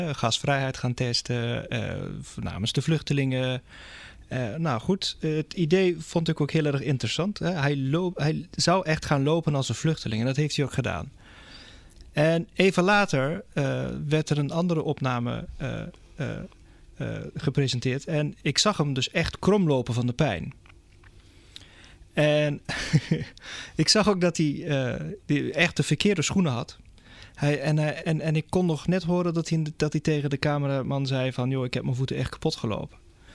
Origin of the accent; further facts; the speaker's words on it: Schiedam, South Holland, Netherlands; Ik kom uit Schiedam en ik ben podotherapeut en fysiotherapeut.